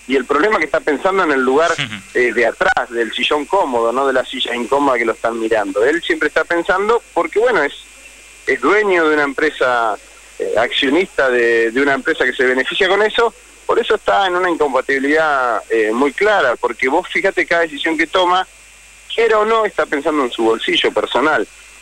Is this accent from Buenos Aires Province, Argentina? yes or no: no; Neuquén, Argentina; En mi provincia, yo soy de Neuquén, no es un tema menor lo que él está diciendo.